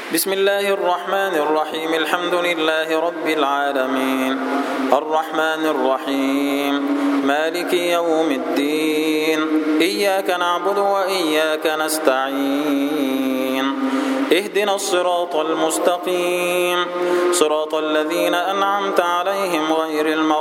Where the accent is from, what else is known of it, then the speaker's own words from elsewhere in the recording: Egypt; اجعل بلدنا مصر سلما سلاما، أمنا أمانا